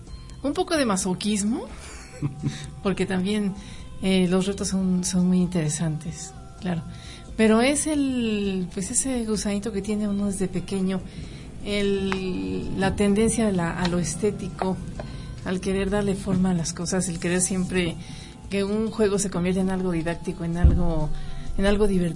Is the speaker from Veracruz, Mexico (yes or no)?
no; Pachuca, Hidalgo, Mexico; born there; Yo nací en Pachuca.